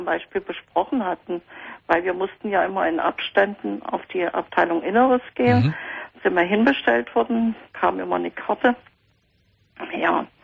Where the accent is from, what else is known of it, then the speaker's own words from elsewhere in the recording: East Germany, Germany; Also ich bin sozusagen in Westdeutschland geboren.